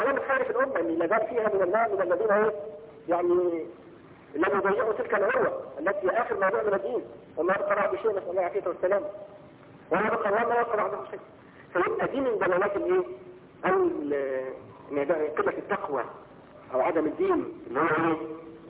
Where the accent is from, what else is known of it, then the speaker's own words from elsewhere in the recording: Egypt; تعرفين ان في عيد عندنا في مصر هنا يوم 7 يناير